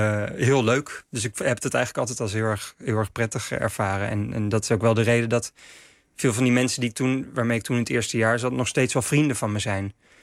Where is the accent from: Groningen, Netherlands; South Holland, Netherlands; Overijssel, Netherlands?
South Holland, Netherlands; The Hague; Ja, ik kwam wel uit Den Haag, dus ik dacht al wel te weten wat het is om in een stad te wonen.